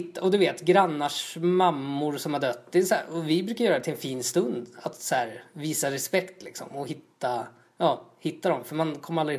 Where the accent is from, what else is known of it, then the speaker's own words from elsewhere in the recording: Tullinge, Stockholm County, Sweden; Alltså jag är uppvuxen i Tullinge.